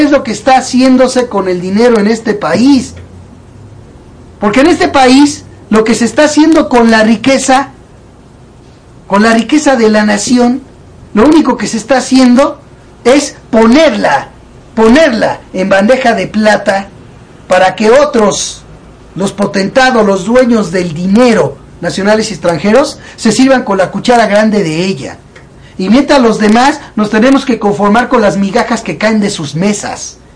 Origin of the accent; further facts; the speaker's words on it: Mexico; en el caso mexicano, que es en el que más me centro yo, porque soy mexicano y estoy aquí y me doy más cuenta de lo que pasa aquí que afuera